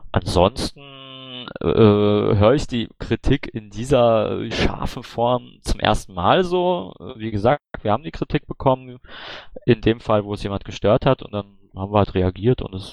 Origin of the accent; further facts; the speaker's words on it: Baden-Württemberg, Germany; Na gut, ich bin aus Baden-Württemberg.